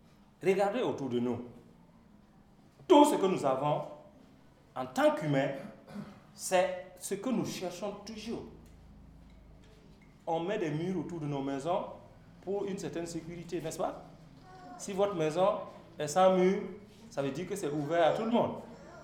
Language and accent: French; Burkina Faso; Surtout dans notre contexte aujourd'hui, en tant que Burkinabé, est-ce que la sécurité est là?